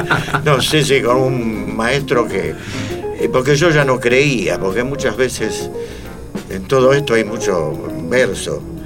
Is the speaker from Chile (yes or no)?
no; Buenos Aires, Argentina; yo soy de Boedo, ¿qué vamos a hacer?